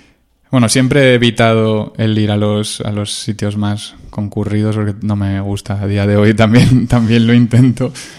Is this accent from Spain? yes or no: yes; Valencia, Valencian Community, Spain; born there; Yo nací en Valencia. Podía a lo mejor haber nacido en Burgos, pero nací en Valencia. Mi familia, bueno, es un poco una mezcla. Mi abuelo andaluz